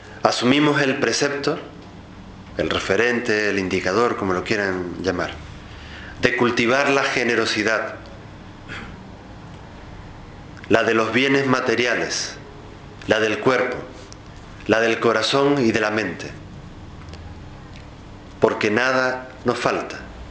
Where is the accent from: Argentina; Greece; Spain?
Spain; para mí como español, como europeo, como occidental